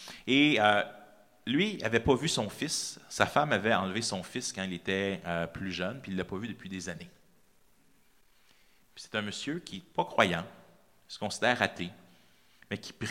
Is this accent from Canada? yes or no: yes; Quebec, Canada; On ne se rend pas compte en tant que Québécois, on pense qu'on est persécuté